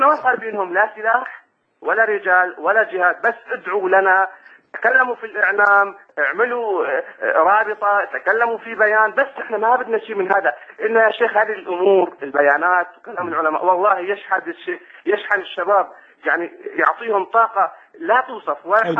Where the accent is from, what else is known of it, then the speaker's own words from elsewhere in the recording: Syria; نحن من سوريا بنحبك في اللهم